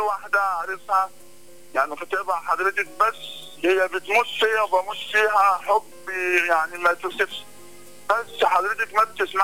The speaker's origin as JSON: {"language": "Arabic", "town": "Cairo", "region": "Cairo Governorate", "country": "Egypt", "said": "منور القاهرة والله، يعني أنا من القاهرة"}